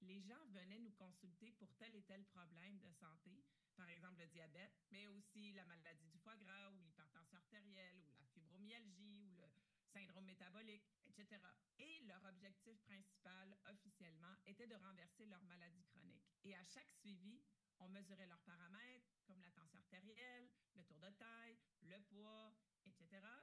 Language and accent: French; Quebec, Canada; juste le fait que ça soit enfin offert chez nous au Québec en français